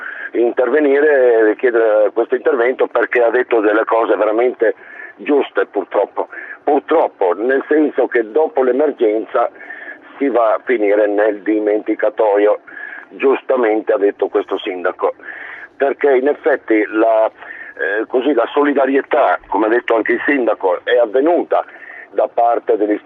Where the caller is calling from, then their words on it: Emilia-Romagna, Italy; Per la verità non sono di Roma, sono della provincia di Modena